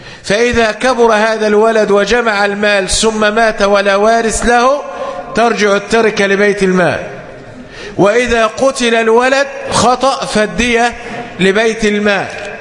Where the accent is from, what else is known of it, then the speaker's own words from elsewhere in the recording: Egypt; والحمد لله عندنا في مصر يعني من ذهب إلى القسم أو النيابة هناك أسماء وعائلات لا أصل لها